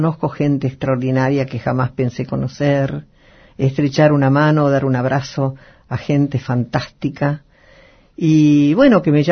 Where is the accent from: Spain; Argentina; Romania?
Argentina; Bueno, a ver, yo soy una mujer argentina, una mujer común.